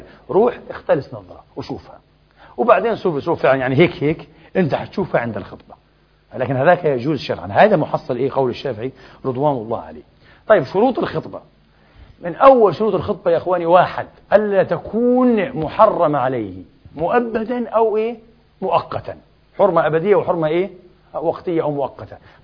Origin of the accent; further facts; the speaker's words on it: Egypt; احنا مصريين يا حبيبي